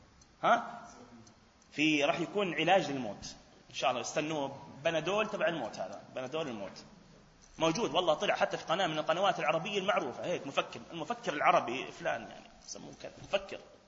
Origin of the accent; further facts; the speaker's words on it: Palestine; حتى لفظة قاضي القضاء المنتشرة عندنا في فلسطين